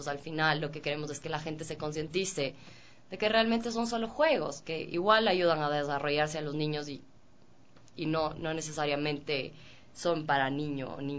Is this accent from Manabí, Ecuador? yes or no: no; Cuenca, Azuay, Ecuador; soy de Cuenca, toda mi familia es cuencana.